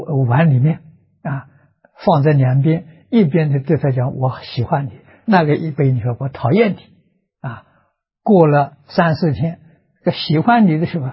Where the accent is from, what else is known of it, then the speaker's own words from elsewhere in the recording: China; 32亿乘10万，我们中国人算法是 320兆，这一坛指320兆。